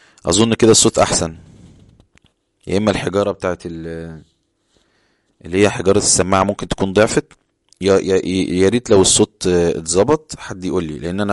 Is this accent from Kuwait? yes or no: no; Egypt; انا بقول لشخص انت بارد عندنا في مصر، يبقى انا بشتمه